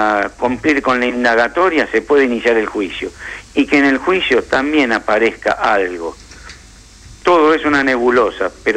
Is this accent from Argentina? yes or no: yes; Argentina; yo soy argentino y judío.